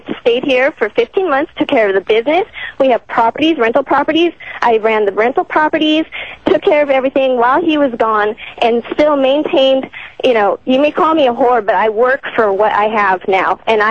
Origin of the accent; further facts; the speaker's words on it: New Mexico, United States; moved away as an adult; Well, Tom, when you're 20 years old and I'm from New Mexico originally, you come out to L.A.